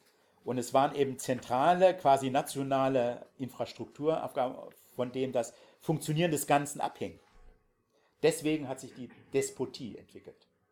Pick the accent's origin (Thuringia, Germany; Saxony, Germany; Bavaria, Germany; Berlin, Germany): Saxony, Germany; Dresden; Also ich als Dresdner